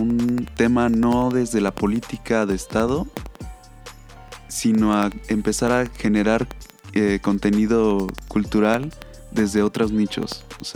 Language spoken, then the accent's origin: Spanish; Mexico; como sociedad, como mexicanos